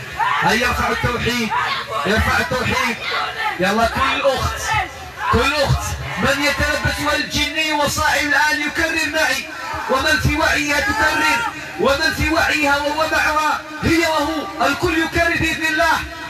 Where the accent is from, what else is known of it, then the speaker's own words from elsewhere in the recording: Morocco; راه حنا مغربي